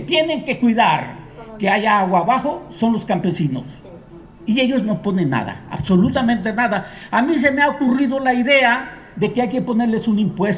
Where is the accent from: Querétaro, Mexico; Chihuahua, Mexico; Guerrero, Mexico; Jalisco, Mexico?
Guerrero, Mexico; Atoyac de Álvarez; born there; now in Chilpancingo, Mexico; Bueno, yo soy originario de Atoyac de Álvarez Guerrero, nacido ahí, vivo en Chilpancingo el mayor tiempo de mi vida, he estado viviendo en Chilpancingo.